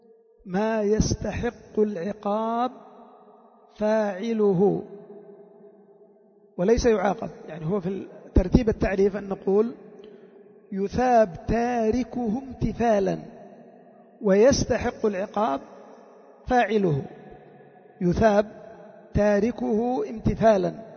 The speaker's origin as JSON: {"language": "Arabic", "country": "Yemen", "said": "وشعار القبائل عندنا في اليمن"}